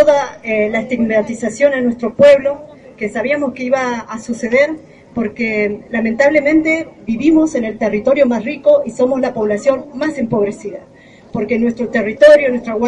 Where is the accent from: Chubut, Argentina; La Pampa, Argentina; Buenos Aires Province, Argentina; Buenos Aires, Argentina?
Chubut, Argentina